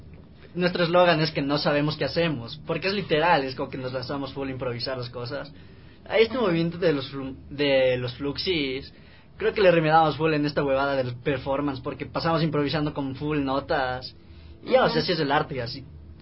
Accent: Quito, Pichincha, Ecuador; Y como los quiteños no decimos no sé, sino decimos no sé

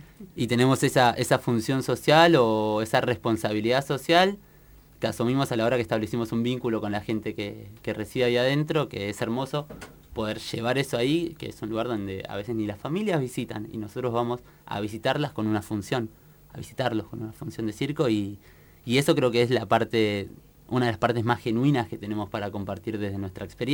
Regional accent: Tierra del Fuego, Argentina; yo soy de Tierra del Fuego particularmente

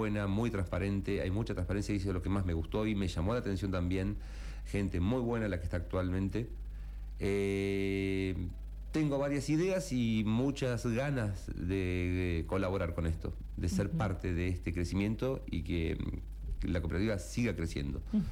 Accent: Comodoro Rivadavia, Chubut, Argentina; now in Merlo, Argentina; Vengo de Comodoro Río de Chubut, hace casi 11 años que estoy en Merlo, enamorado de Merlo San Luis.

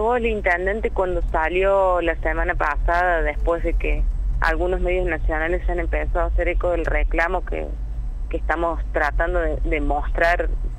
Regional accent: Río Cuarto, Córdoba, Argentina; Yo soy de Río Cuarto

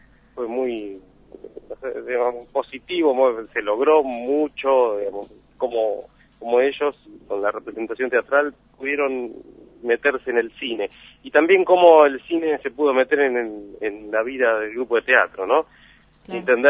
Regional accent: Buenos Aires, Argentina; Y yo soy del barrio, soy de Catalinas, viví en Catalinas hasta mis 25 años

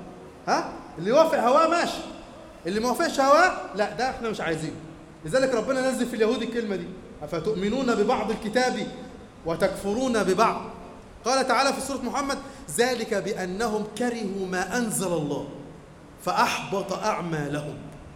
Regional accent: Egypt; لكن احنا كمصريين زعلانين عليه ليه قوي كده؟

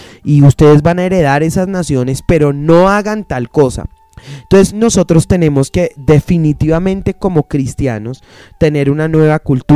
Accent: Colombia; Nosotros como colombianos celebramos demasiadas fiestas.

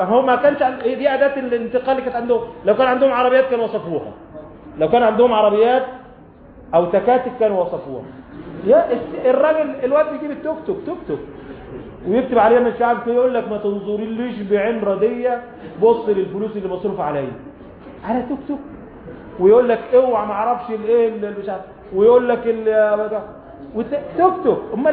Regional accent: Sharqia Governorate, Egypt; تعال عندنا في الريف الستات اللي هنا اللي من الريف وستات عندنا في بلدنا في الشرقية

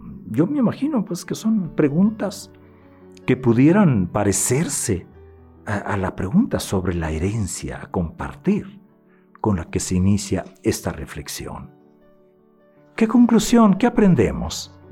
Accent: Granados, Sonora, Mexico; Los saludo desde mi tierra, desde Granados, Sonora.

